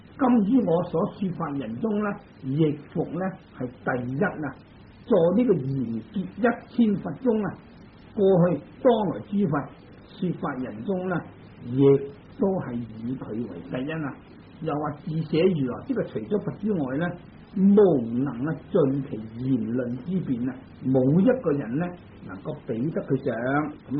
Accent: China; 但我哋中国人喜欢简略啊

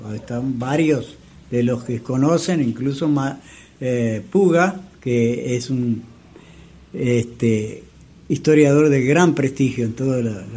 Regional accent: Tacuarembó, Uruguay; born there; Bueno, soy nacido en Tacuarembó, el 9 de junio de 1934.

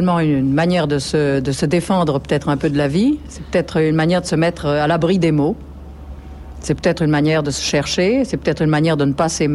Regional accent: Provence-Alpes-Côte d'Azur, France; je suis provençale, de père, de mère, de grand-père, de grand-mère, et cela depuis pas mal de générations

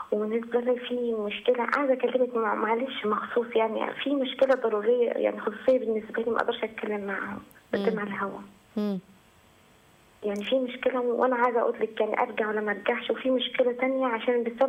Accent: Minya, Minya Governorate, Egypt; من المنيا.

